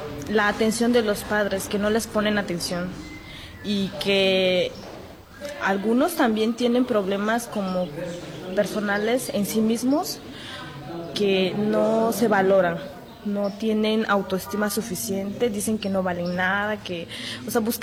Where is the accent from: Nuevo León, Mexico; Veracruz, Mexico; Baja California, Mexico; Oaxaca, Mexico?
Oaxaca, Mexico; San Blas Atempa; Yo soy estudiante de computación. Además, hago radio en mi pueblo, que es San Blas Atempa.